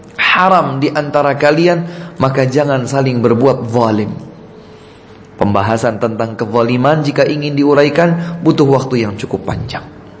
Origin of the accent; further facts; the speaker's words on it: Java, Indonesia; Kalau kita orang Jawa bilang, kita ini dipretelin, diprotolin.